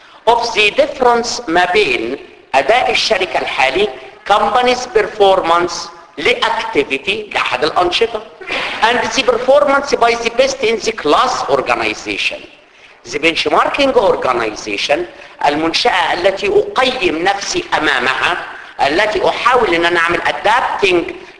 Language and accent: Arabic; Egypt; زي عندنا في مصر كده